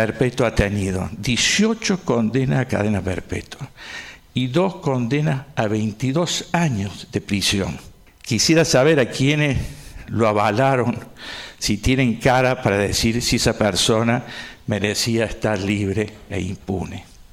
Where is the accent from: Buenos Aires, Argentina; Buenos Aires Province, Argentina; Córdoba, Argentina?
Córdoba, Argentina; Incluso uno como es cordobés no pide la costumbre.